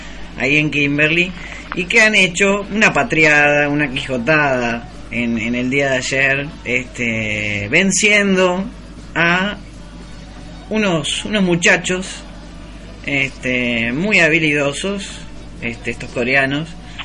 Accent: Uruguay; nosotros como somos uruguayos

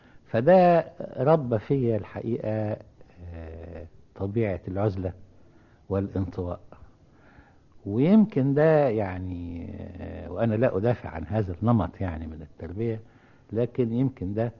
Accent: Cairo, Cairo Governorate, Egypt; ولو أني يعني صعيدي في الأصل، لكن يعني نشأت في القاهرة يعني.

